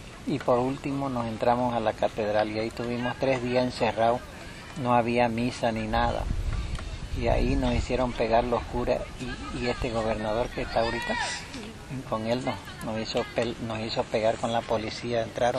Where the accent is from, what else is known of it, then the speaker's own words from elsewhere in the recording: Beni, Bolivia; desde que salimos de Santa Cruz hasta que volvimos a nuestras casas, al menos yo del Beni, casi 3 meses tardamos abandonando nuestro hogar, nuestra familia, todo.